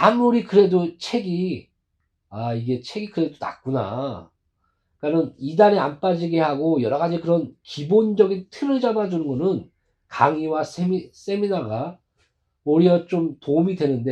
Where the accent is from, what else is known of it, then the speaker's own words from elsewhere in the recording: South Korea; 그래서 저는 뭐 우리 한국 사람은 1년인가요? 아, 한 달에 한 권도 읽지 않는다.